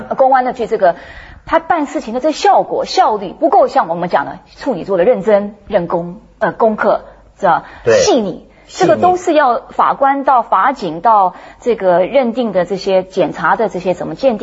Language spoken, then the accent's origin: Chinese; United States; born there; first language English; Chinese is a second language; 就是我在美国出生的中国人，所以我英文是我母语啊